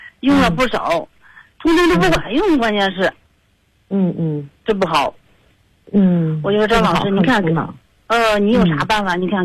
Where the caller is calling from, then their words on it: Beijing, China; 我家是我家是北京的石景山这边的